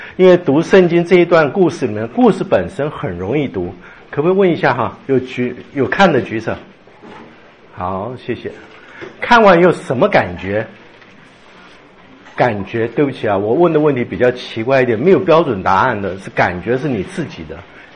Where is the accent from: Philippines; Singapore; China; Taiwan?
China; 我们是从中国来的，大部分中国来的